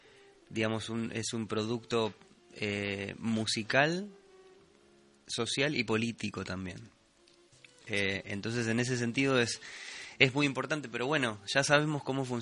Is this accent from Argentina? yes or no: yes; Argentina; born there; un músico, digamos, nacido en Argentina, como en mi caso